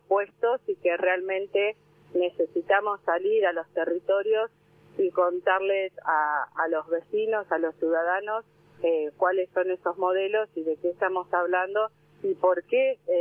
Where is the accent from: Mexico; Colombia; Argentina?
Argentina; Necochea, Buenos Aires Province; Bueno, ustedes están en Bahía Blanca, sí. Yo soy de Necochea.